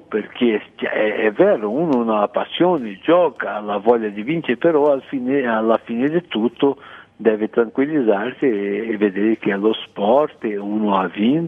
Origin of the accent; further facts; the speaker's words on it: Rio de Janeiro, Brazil; Italian is a second language; Come già ti ho detto, sono del Rio de Janeiro e lì c'è il carnevale, no?